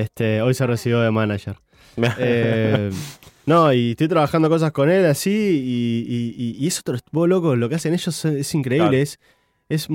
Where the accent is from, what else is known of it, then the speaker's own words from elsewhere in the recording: Uruguay; born there; Yo nací en Uruguay, pero no tengo, nunca quise, tipo, nacer acá.